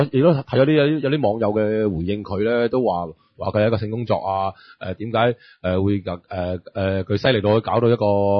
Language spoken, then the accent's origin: Cantonese; Hong Kong; 嘢寫字呢係俾我哋香港人文化啲呢